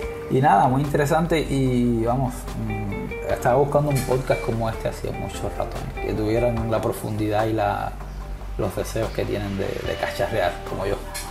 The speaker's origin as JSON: {"language": "Spanish", "country": "Cuba", "lives_now": "Valencia, Spain", "said": "soy de Cuba, vivo en Valencia"}